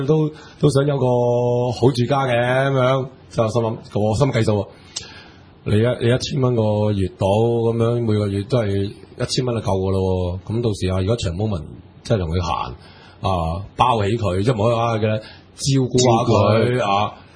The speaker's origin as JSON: {"language": "Cantonese", "country": "Hong Kong", "said": "我哋香港人去，但系价钱未知"}